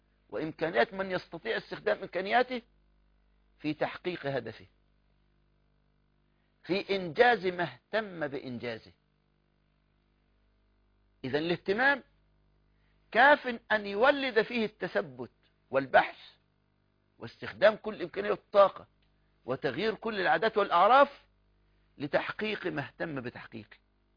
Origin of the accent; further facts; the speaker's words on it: Egypt; يعني هذا الغلام لو بعته بجنيه أقل عملة عندنا في مصر